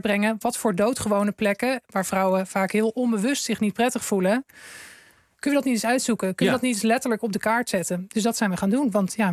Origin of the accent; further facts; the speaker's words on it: Groningen, Netherlands; Het is een fietspad in Groningen, tussen het centrum en een buitenwijk waar ik ben opgegroeid